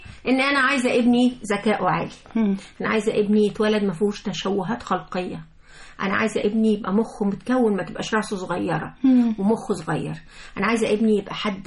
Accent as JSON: {"language": "Arabic", "country": "Egypt", "said": "معدلات القيصرية الهلامية اللي عندنا في مصر"}